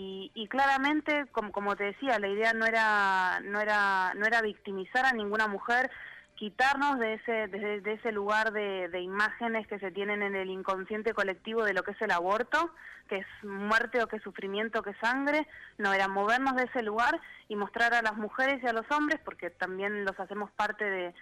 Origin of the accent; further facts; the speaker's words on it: Argentina; yo soy la única argentina del grupo